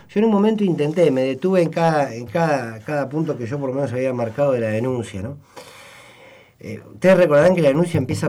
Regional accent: Argentina; el problema que nosotros tenemos como argentinos es profundamente cultural.

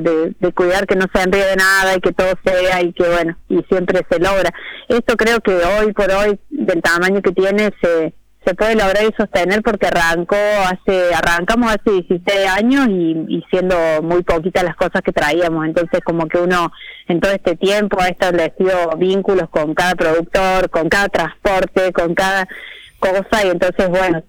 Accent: Córdoba, Argentina; Nosotras somos las dos de Córdoba, de distintos lugares de la sierra

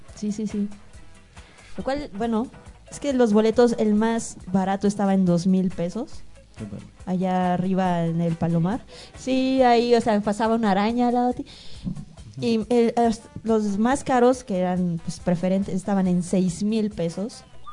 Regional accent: Veracruz, Mexico; yo soy de Veracruz y no conozco

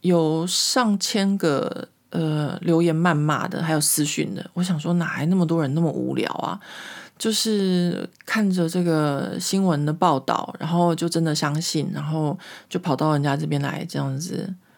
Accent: Taiwan; moved away; 因为我离开台湾的时间已经很久了，或者说我小时候就是长大在一个民风保守的台湾哦。

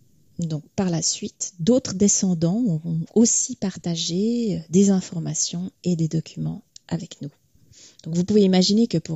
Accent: Switzerland; Donc, en tant que Suissesse, j'aurais bien voulu

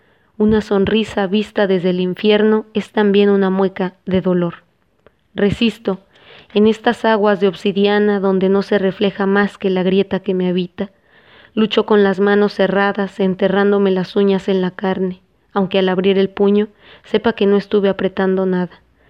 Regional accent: Mexico City, Mexico; vengo del Distrito Federal, que ahora conocen como Ciudad de México. Me crié en una colonia muy chiquita, muy breve, que llaman El Rodeo.

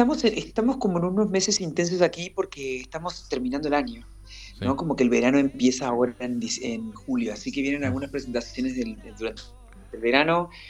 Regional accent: Córdoba, Argentina; also born or lived in Corrientes / Buenos Aires; yo nací en Corrientes, me crié en Córdoba, y cuando terminé el colegio me mudé a Buenos Aires

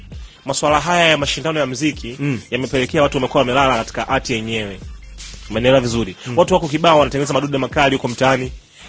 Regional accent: Tanzania; Mimi ndio Mtanzania wa kwanza ambaye nilirudi kutoka South Africa

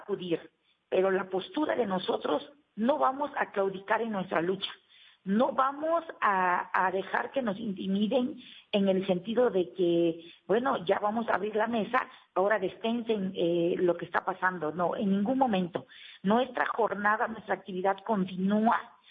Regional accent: Mexico; para poner barreras a nuestra manifestación libre y por derecho tenemos como mexicanos.

